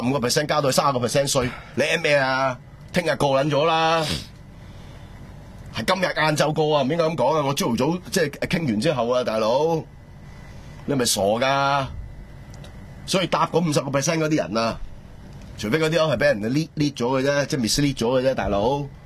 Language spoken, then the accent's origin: Cantonese; Hong Kong